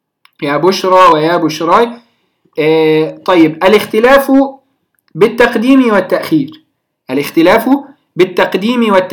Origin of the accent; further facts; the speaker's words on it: Egypt; على سبيل المثال عندنا في مصر نفتح موسى وما شابه